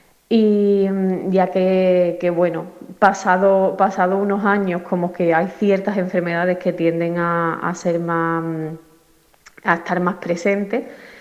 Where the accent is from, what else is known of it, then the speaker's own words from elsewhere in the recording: Gelves, Andalusia, Spain; soy de aquí de Gelves, llevo un tiempo viviendo fuera, pero sigo siendo de aquí.